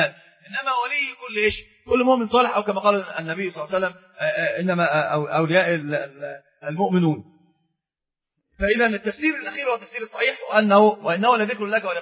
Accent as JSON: {"language": "Arabic", "country": "Egypt", "said": "وهذا هو عندنا في مصر في مثل مشهور جدا"}